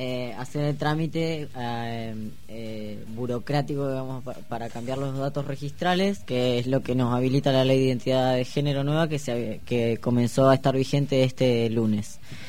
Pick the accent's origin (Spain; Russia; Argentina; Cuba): Argentina; La Plata, Buenos Aires Province; born there; yo nací acá en La Plata